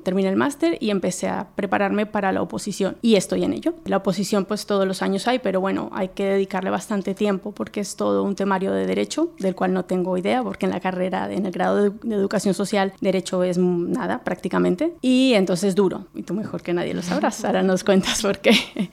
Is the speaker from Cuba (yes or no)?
no; Colombia; moved away as an adult; also born or lived in Palencia; now in Spain; Nací en Palencia, aquí en Castilla y León, pero desde un mes de nacida me fui a vivir a Colombia y allí me crié. Y bueno, después a los 18 años vine a estudiar